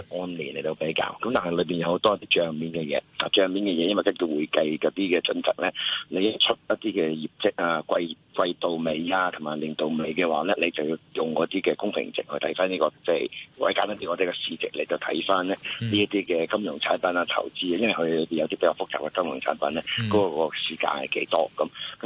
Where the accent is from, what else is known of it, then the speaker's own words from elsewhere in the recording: Hong Kong; 咁內地我哋香港人都好彩啊